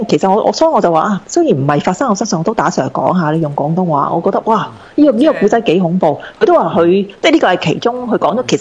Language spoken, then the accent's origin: Cantonese; Taiwan; 我話係啦，我台灣人實叫人去拜拜喎